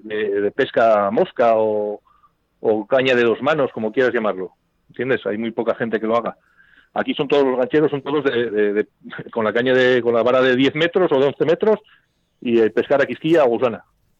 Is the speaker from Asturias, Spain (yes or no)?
yes; Infiesto, Asturias, Spain; Digo, sí, somos asturianos. Digo, somos de Infiesto.